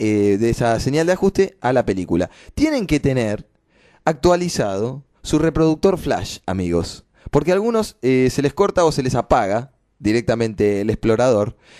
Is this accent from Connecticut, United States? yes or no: yes; Connecticut, United States; born there; Spanish is a second language; porque yo, ya saben, nací en Connecticut y se me sigue mezclando el inglés